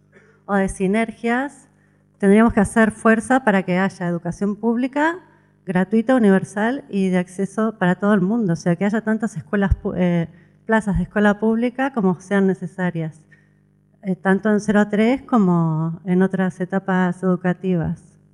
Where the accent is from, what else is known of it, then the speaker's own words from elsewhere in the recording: Argentina; now in Spain; Yo soy argentina, tengo dos hijos nacidos aquí, catalano-argentinos, vamos a poner.